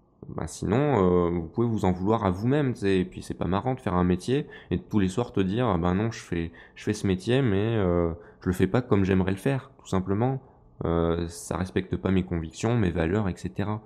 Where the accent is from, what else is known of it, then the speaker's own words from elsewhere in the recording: France; je suis français, j'ai un petit faible pour les pilotes français